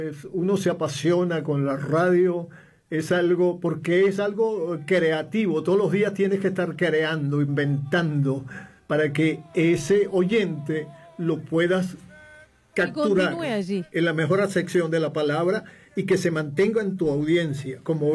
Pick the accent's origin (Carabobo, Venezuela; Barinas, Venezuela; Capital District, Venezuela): Capital District, Venezuela; Caracas; born there; En Venezuela, en Caracas específicamente, porque yo nací en Caracas, soy caraqueño.